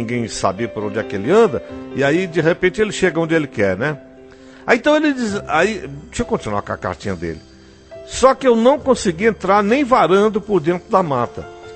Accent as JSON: {"language": "Portuguese", "town": "Serra do Ramalho", "region": "Bahia", "country": "Brazil", "tie": "born or raised there", "said": "Eu sou natural daqui mesmo, da Bahia, de um lugar conhecido por Serra do Ramalho."}